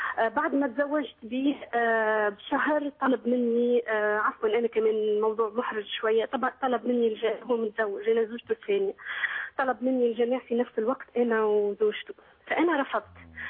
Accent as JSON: {"language": "Arabic", "country": "Tunisia", "said": "أنا تونسية يعني، في إحنا في تونس"}